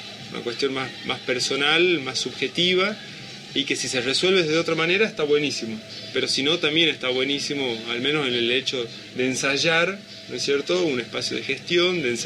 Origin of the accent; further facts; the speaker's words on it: Tucumán, Argentina; soy de Tucumán